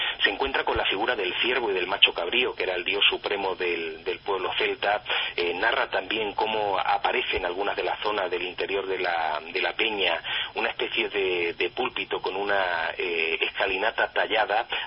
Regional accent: Andalusia, Spain; sin olvidar nunca Andalucía, que es mi tierra, con unas provincias maravillosas, llenas de misterios

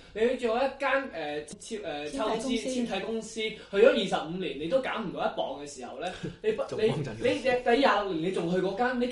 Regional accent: Hong Kong; now in Australia; 但係即係我哋作為香港人喺澳洲嘅時候

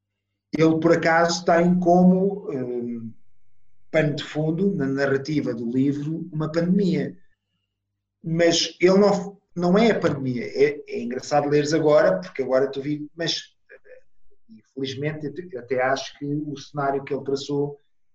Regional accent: Italy; Portuguese is a second language; now in Portugal; Eu sou italiano, portanto, eu vivo em Portugal há 35 anos

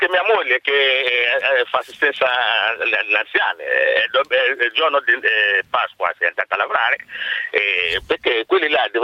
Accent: Nigeria; now in Italy; Io sono dalla Nigeria.

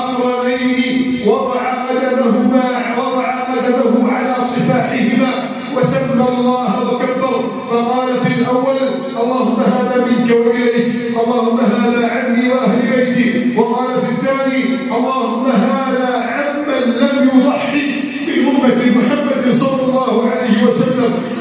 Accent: Egypt; واجعل بلدنا مصر آمنا مطمئنا

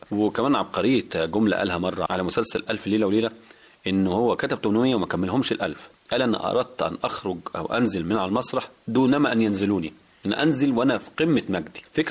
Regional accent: Damietta, Damietta Governorate, Egypt; فكتب قالوا منين البلد أنا قلت دمياطي،

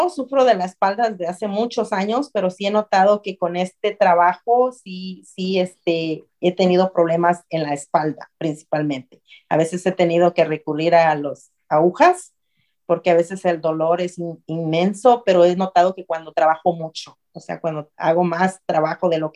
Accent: Puerto Escondido, Oaxaca, Mexico; born there; mi bella ciudad de Puerto Escondido, Oaxaca, de donde yo nací.

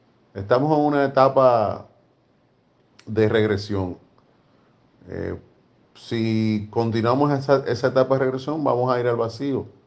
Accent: Dominican Republic; al menos en mi país, en República Dominicana

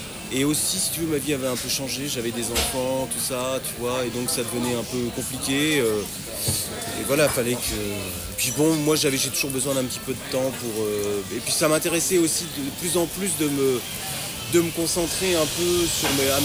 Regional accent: Normandy, France; Tu sais, je suis normand et c'est juste en face.

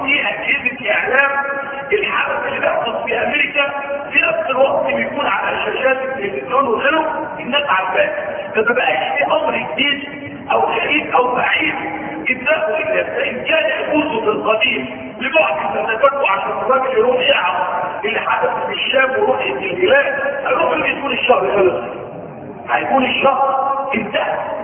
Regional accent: Egypt; وما ظهرش عندنا في مصر، اهل مصر المفروض يتبع ماذا؟

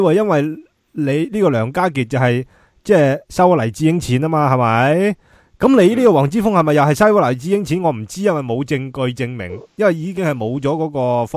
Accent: Hong Kong; 你自己个人嘅地位、个人嘅利益而去选择出卖乡民嘅利益，他只话难保你为咗你个人自身嘅利益嚟到出卖我哋香港人整体利益

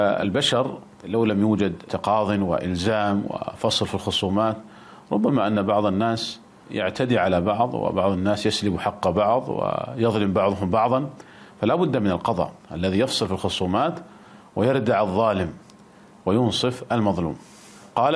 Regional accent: Saudi Arabia; يعني مثلا عندنا في المملكة العربية السعودية

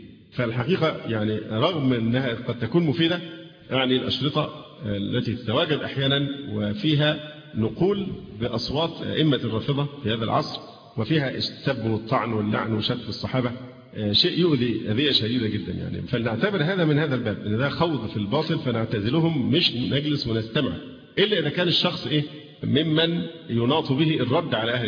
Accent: Egypt; فالهجرة دلوقتي صعب عندنا في مصر، الهجرة لأي بلد تانية صعبة

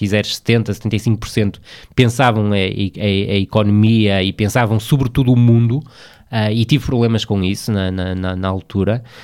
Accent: Vila do Conde, Porto, Portugal; moved away as an adult; also born or lived in Braga; Saí do Rio Ave, saí de Vila do Conde, onde nasci e onde vivi sempre até aos 23, 24 anos, e fui para Braga

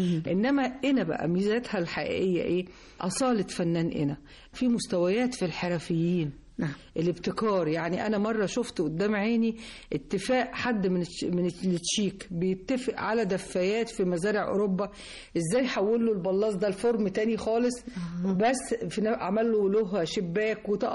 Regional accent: Luxor, Luxor Governorate, Egypt; احنا بما ان عندنا في الاقصر تلت اثار العالم

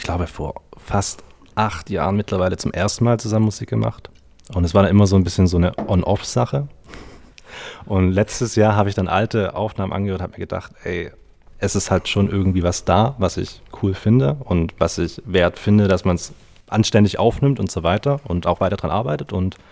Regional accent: Baden-Württemberg, Germany; now in Kiel, Germany; Und ich wohne derzeit in Kiel, stamme allerdings auch aus dem Umland Stuttgart.

